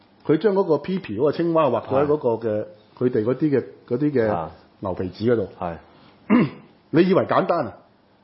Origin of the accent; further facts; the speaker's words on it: Hong Kong; 同埋你睇下我哋香港人係出到去國際社會